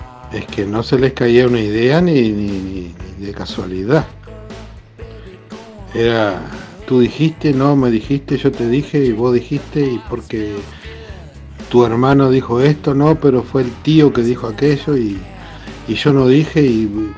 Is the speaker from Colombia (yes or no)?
no; Uruguay; tenemos que somos uruguayos, tenemos que juntarnos los uruguayos